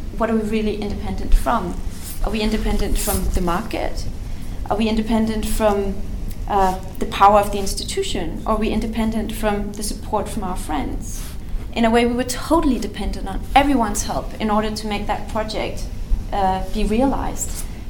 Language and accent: English; Denmark; moved away as an adult; now in Istanbul, Turkey; You know, I grew up in Denmark, and I've primarily been working in a Nordic context.